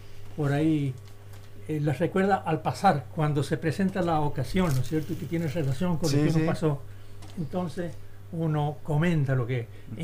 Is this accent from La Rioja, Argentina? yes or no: yes; La Rioja, Argentina; me acogieron como si estuviera en mi patria chica, en mi Rioja.